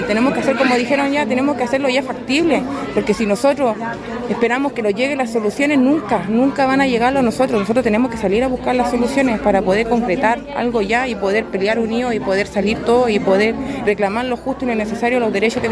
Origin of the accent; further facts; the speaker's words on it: Antofagasta, Chile; soy de Antofagasta también. Soy vocera y representante del macrocampamento Villa Constancia de Antofagasta.